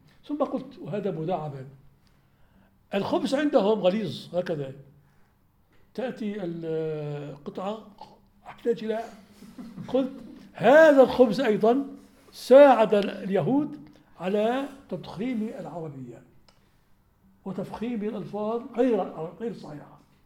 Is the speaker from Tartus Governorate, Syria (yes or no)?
no; Aleppo, Aleppo Governorate, Syria; عندنا في حلب كثيرون جدا